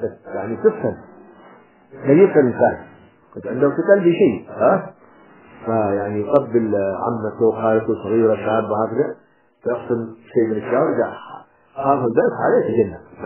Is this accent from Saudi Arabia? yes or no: no; Hadramawt, Yemen; القنفذ إحنا عندنا في حضرموت كانوا يأكلونه